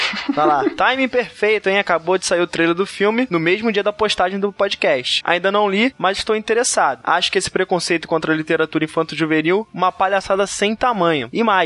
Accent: Rio de Janeiro, Brazil; accent: carioca; Eu tenho 25 anos, sou do Rio de Janeiro e sou professor.

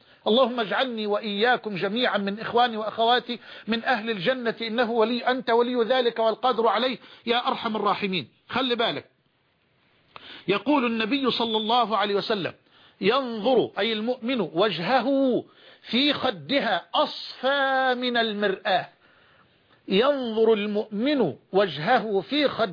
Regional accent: Egypt; عندنا في مصر بيقولوا عجلة برا اللي هي البايسكل

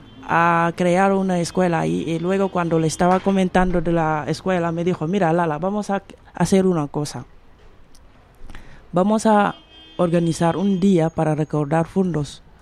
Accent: Senegal; Spanish is a second language; Y cuando regresé en Senegal, he visto casi la situación nunca ha

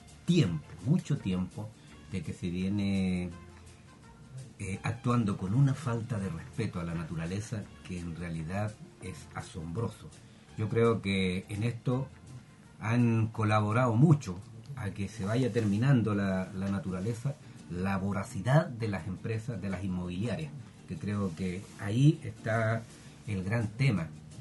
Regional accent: Nonguén, Biobío, Chile; Y digo no fuimos porque soy de Nonquén

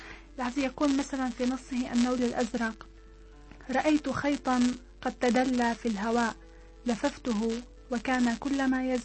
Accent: Damascus, Damascus Governorate, Syria; أنا يعني بالرغم من أنني ترعرعت في دمشق لأننا لم نكن غائبين عن الجو الريفي أبدا.

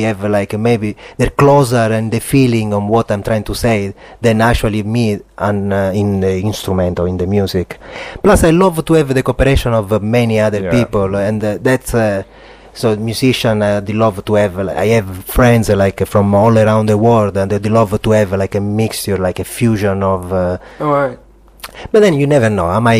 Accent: Sicily, Italy; English is a second language; I come from Sicily, right? And I come from a little town

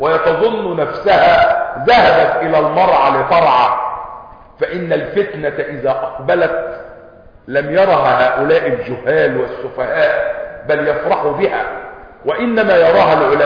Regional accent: Egypt; والحمد لله ان بلدنا مصر يعني اقل البلاد خساره

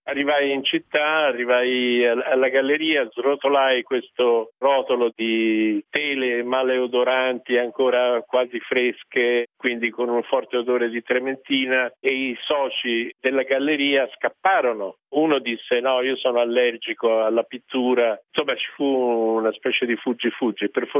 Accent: Florence, Tuscany, Italy; probabilmente conta il fatto che sono nato a Firenze, che ho non solo studiato l'arte, ma l'ho frequentata

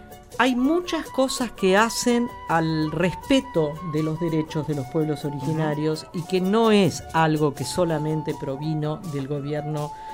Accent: Argentina; Si hablamos de la búsqueda de nuestra identidad como argentino, aparecen montones, infinitas y repetidas preguntas

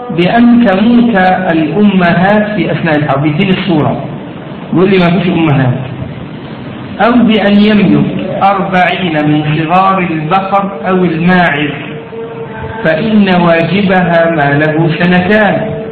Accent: Egypt; طبعا احنا يمكن الزكاة الماشية مش مطروقة عندنا في مصر، وكذلك زكاة الزروع مش موجودة هنا في مصر

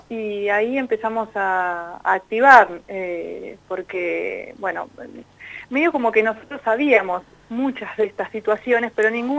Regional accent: Alvear, La Pampa, Argentina; now in Santa Rosa, Argentina; Sí, soy de Alvear, pero vivo acá en Santa Rosa.

